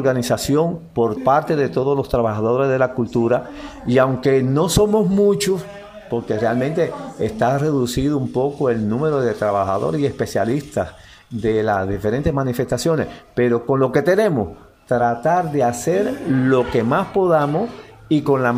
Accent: Cuba; donde está insertado también nuestra idiosincrasia como cubanos

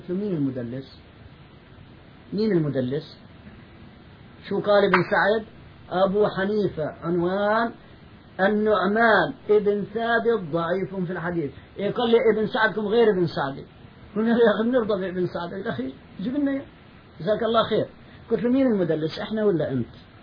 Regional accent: Palestine; هو ألباني وأنا فلسطيني،

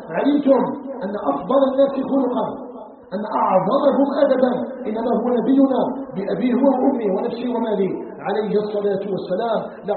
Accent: Algeria; نسأله تبارك وتعالى أن يجعل بلدنا الجزائر بلدا آمنا مطمئنا

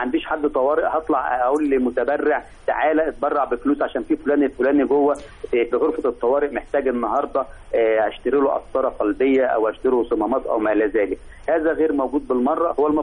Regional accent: Egypt; احنا بنقول ان اي طفل عندنا في مصر مؤمن عليه

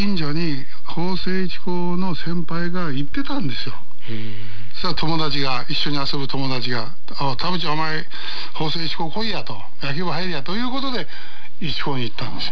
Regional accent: Tokyo, Japan; born there; 生まれたのは東京の目白ですけどね。

